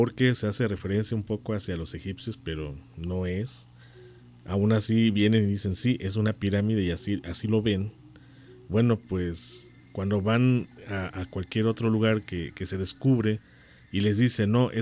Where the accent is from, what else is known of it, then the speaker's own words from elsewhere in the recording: Cholula, Puebla, Mexico; yo puedo decir yo soy chorulteca, ¿no?